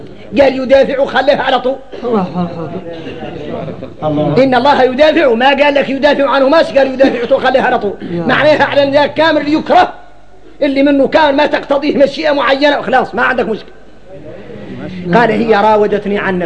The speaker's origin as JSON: {"language": "Arabic", "country": "Mauritania", "said": "احنا موريتاني غريبين"}